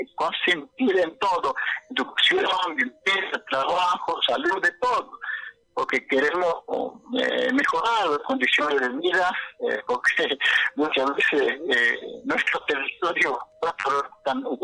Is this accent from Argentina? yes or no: yes; Argentina; podemos como ciudadanos argentinos